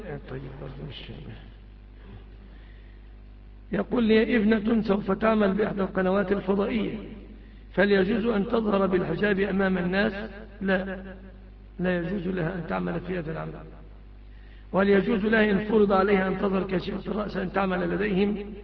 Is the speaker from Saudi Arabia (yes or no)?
no; Egypt; يعني عندنا في مصر الجديد يقف بعد 10 سنين مثلا